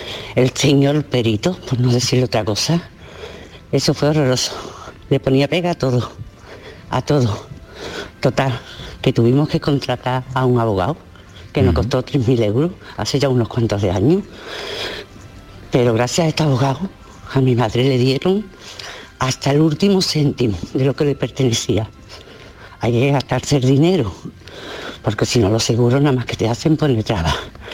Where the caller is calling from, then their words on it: Seville, Andalusia, Spain; de Sevilla.